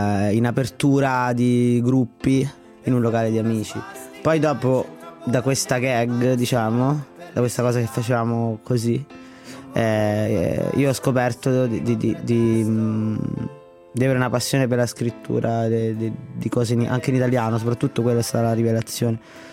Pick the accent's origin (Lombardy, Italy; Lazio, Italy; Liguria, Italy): Lazio, Italy; Latina; Io sono di Latina innanzitutto, la scuola di Latina